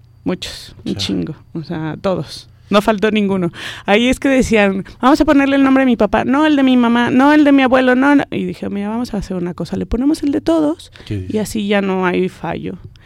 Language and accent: Spanish; Mexico; Yo tengo hombre como buena mexicana, dos nombres y de telenovela.